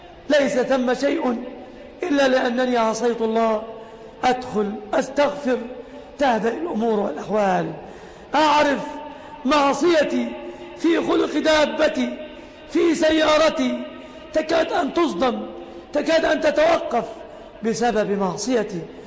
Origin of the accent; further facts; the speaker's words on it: Egypt; يا ربنا احفظ بلادنا مصر آمنة مطمئنة